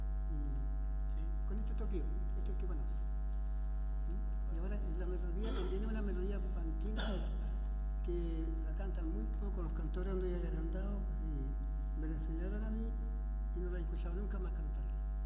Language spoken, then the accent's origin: Spanish; Rinconada, Chile; de Rinconada.